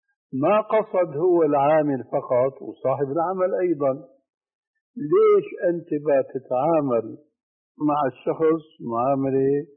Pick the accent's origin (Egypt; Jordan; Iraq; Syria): Syria; ونضربها علاوية كما يقولوا عندنا في الشام.